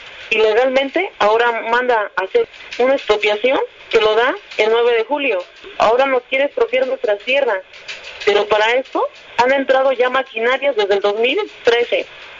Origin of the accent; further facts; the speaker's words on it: San Francisco de Chicoautla, State of Mexico, Mexico; Vengo de San Francisco de Chicoautla, municipio Lerma, Estado de México.